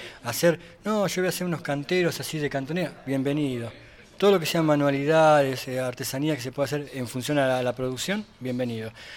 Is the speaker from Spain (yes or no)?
no; Mar del Plata, Buenos Aires Province, Argentina; Ah, vengo desde el mar, Mar del Plata.